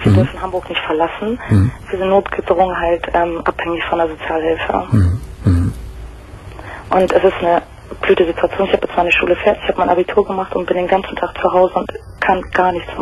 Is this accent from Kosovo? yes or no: yes; Kosovo; now in Germany; Aus dem Kosovo, ehemaliges Jugoslawien. Wir sind damals 89 nach Deutschland